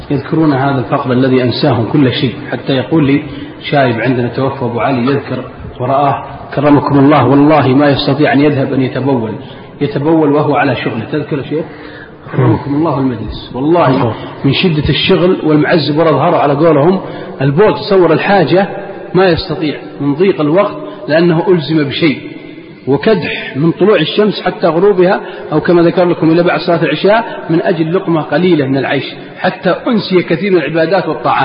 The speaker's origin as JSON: {"language": "Arabic", "region": "Al-Qassim", "country": "Saudi Arabia", "said": "أكبر مجرم عندنا في القصيم أو في الدمام"}